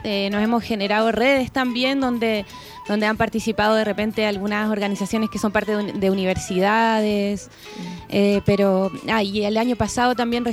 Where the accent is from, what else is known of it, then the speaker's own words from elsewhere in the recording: Valparaíso, Chile; todos quienes somos parte de Valparaíso.